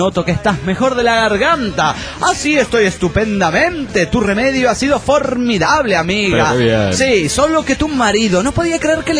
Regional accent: Mendoza, Argentina; soy de Mendoza y soy de Argentina.

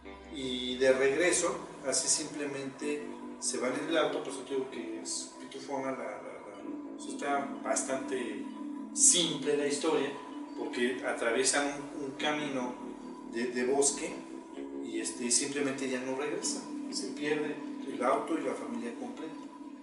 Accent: Tula, Hidalgo, Mexico; De Tula Hidalgo, de México.

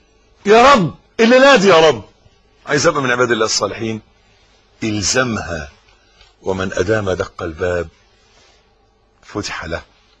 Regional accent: Egypt; حتة الارض اللي احنا واقفين عليها دي بلدنا مصر

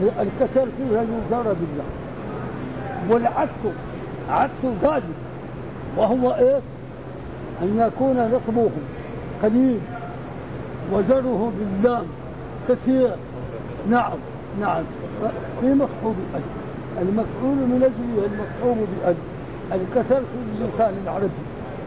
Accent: Sahara, Morocco; القراءة باللام عندنا في المغرب في الصحراء.

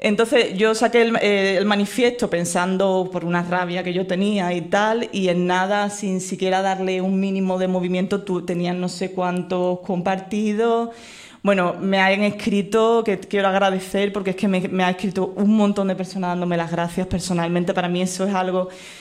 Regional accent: Cádiz, Andalusia, Spain; Yo vengo de Cádiz, o sea, más creativo que Cádiz, que es imposible.

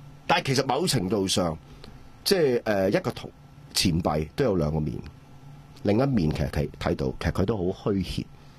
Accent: Hong Kong; 借民族主義來玩我們香港人的時候，你還去嚇他？

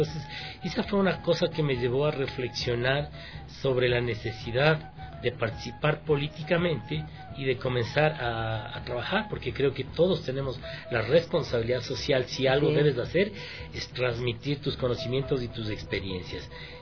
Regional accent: Quito, Pichincha, Ecuador; Y yo ya nací aquí en Quito y me radiqué en San Antonio de Pichincha hace unos 25 años.

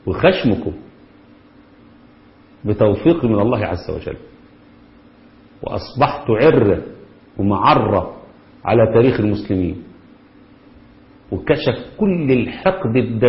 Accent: Kafr El Gedid, Dakahlia, Egypt; في القرية اللي احنا فيها اسمها الكفر الجديد قريتنا،

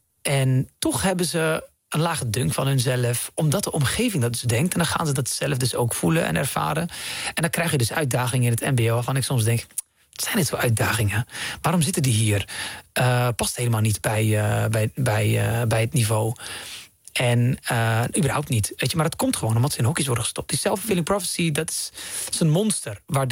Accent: Netherlands; born there; Ik ben in Nederland geboren, maar ik kom uit een gezin van 11.

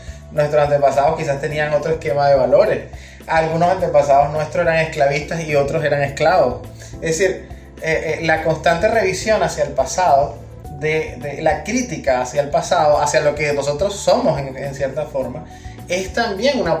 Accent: Venezuela; es algo que nunca como venezolanos nos imaginamos que íbamos a tener que hacer, importar gasolina.

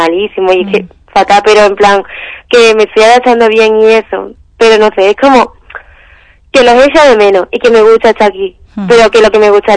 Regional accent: Michigan, United States; en mi pueblo no había, tipo, porque mi estado como que se divide más o menos, los distritos, el norte y el sur, pues en el sur sí había, tipo, Detroit, Flint, pero en la parte norte, que es donde estaba yo

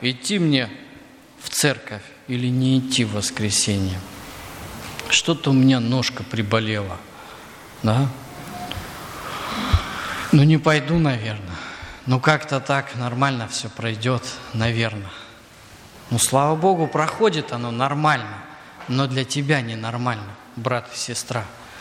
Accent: Crimea, Ukraine; вот у нас, где я вырос, в Крыму, очень жарко.

